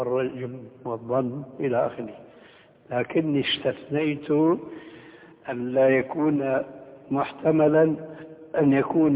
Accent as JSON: {"language": "Arabic", "country": "Syria", "said": "التعبير عندنا في سوريا"}